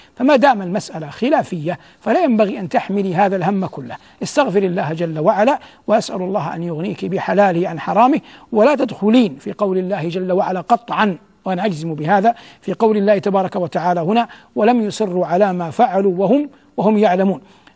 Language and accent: Arabic; Saudi Arabia; وفي بلادنا المملكة العربية السعودية، لأن السائل منها، تعلمون أن القضاء ولله الحمد قضاء شرعي مبارك